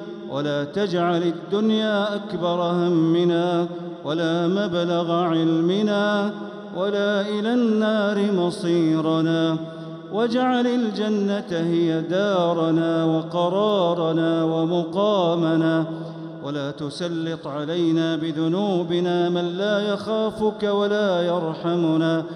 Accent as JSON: {"language": "Arabic", "country": "Saudi Arabia", "said": "اللهم احفظ بلادنا المملكة العربية السعودية"}